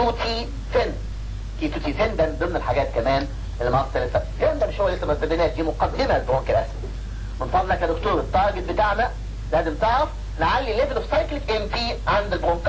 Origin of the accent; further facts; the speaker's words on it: Egypt; في ناس كتير تيجي من بره عندنا في مصر هنا